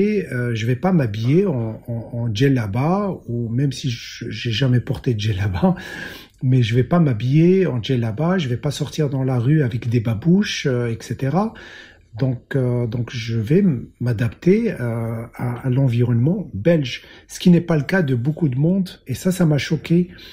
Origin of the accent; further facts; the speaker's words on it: Morocco; moved away as an adult; now in Belgium; Je suis né au Maroc, j'ai grandi au Maroc, j'ai eu mon baccalauréat au Maroc, je suis venu faire mes études en Belgique.